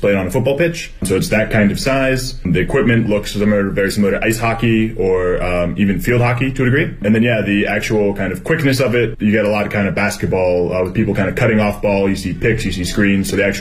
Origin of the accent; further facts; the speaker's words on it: Pittsburgh, Pennsylvania, United States; moved away as an adult; now in Beijing, China; from Pittsburgh, Pennsylvania. Been in Beijing for about 4 years